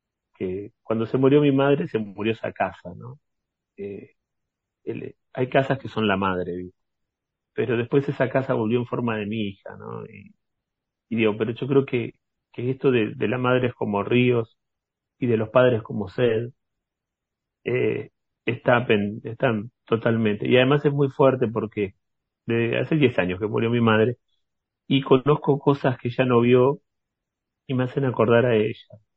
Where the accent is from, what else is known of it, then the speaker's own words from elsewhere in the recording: Quilmes, Buenos Aires Province, Argentina; born there; esta ciudad donde yo nací. Entonces nací en 1976 en una ciudad que tiene el nombre de indígenas que fueron confinados.